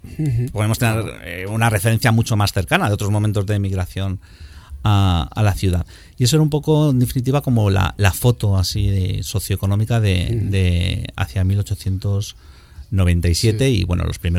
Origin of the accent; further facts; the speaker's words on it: Madrid, Community of Madrid, Spain; por hacernos una idea los que somos de Madrid puede ser Lavapiés y Malasaña y Chueca